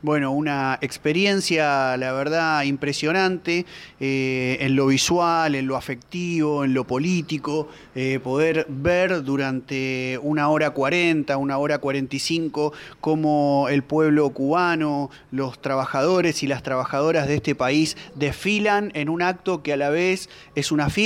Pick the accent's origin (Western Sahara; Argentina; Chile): Argentina; la verdad que como argentino también